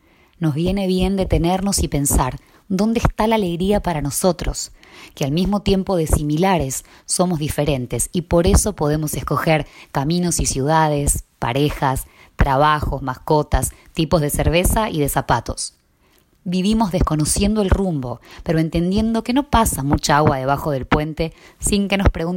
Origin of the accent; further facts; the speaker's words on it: Tandil, Buenos Aires Province, Argentina; also born or lived in Ecuador; Volví a Tandil hace 2 semanas después de 14 años, y aunque nunca me gustaron estas palabras, a lo mejor lo hice porque aquí es de donde soy.